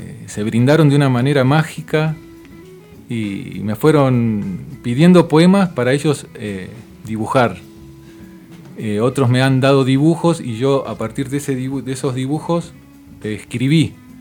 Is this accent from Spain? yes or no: no; Wilde, Buenos Aires Province, Argentina; En Wilde. En un barrio.